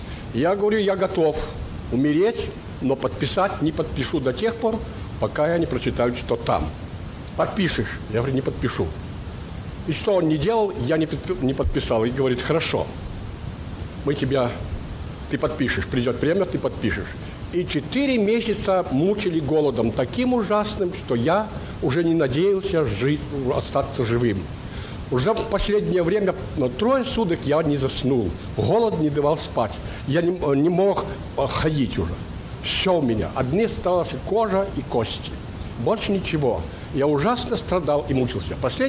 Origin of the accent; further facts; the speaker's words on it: Mogilev Region, Belarus; я сам с Белоруссии, Могилевской области. Наша семья состояла из 10 детей, отца и матери.